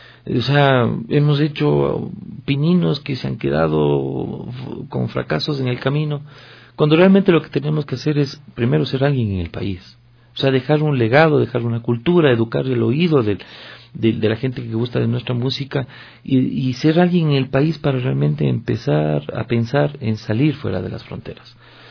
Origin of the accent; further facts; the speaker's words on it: Ecuador; soy un ecuatoriano de exportación